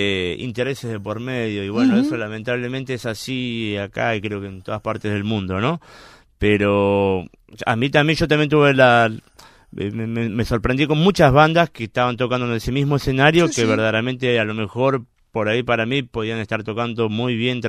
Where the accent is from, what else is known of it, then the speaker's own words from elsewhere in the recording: Claypole, Buenos Aires Province, Argentina; decidimos hacer una fecha ahí en el barrio, Claypole, nosotros somos de Claypole.